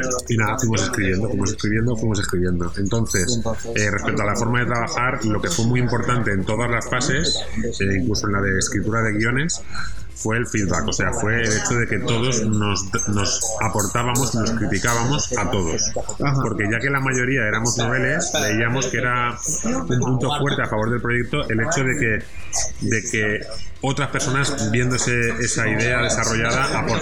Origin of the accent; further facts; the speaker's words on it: Valencian Community, Spain; todos los artistas desde el inicio somos valencianos